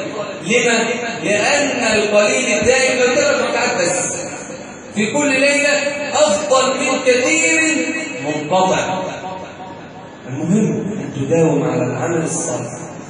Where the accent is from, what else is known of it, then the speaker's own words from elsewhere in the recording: Egypt; اللهم اجعل بلدنا مصر أمنا أمانا